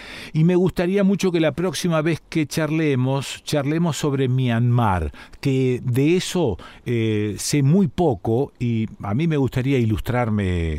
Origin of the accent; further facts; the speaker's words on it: Argentina; yo me considero un argentino más de estos que ni se informa de lo que está pasando en Nicaragua